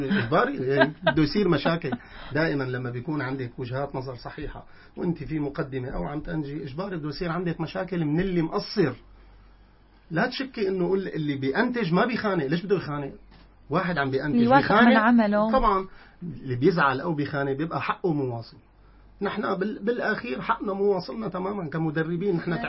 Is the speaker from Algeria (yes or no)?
no; Syria; مواضيع الرياضة بشكل عام عندنا بسوريا هي هي